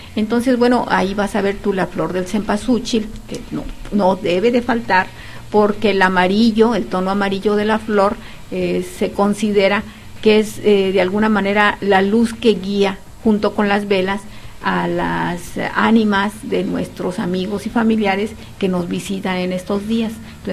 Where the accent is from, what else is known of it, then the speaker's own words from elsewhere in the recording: Mexico; el maíz es parte de nuestra esencia como mexicanos